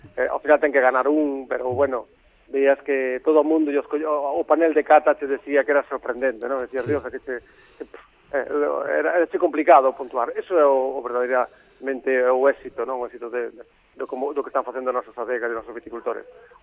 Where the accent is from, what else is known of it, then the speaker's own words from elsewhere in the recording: Ourense, Galicia, Spain; tamén está ben que nos recordemos que somos do Ourense e que temos que facer cousas en Ourense